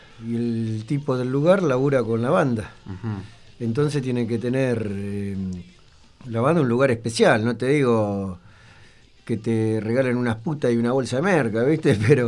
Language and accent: Spanish; Buenos Aires, Argentina; also born or lived in Morón; yo nací en Morón y a los días mi vieja, bueno, me llevó a vivir allá, ya estaban viviendo allá, digamos que me vino a tener acá a Buenos Aires.